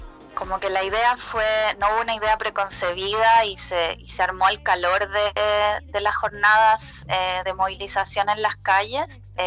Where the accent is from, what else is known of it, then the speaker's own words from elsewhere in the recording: Chile; now in Argentina; yo soy chilena, pero vivo en Argentina